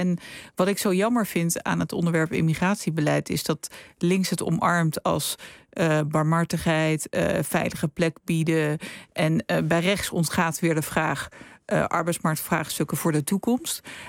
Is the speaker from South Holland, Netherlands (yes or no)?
yes; Rotterdam, South Holland, Netherlands; in Vreewijk, waar ik ben opgegroeid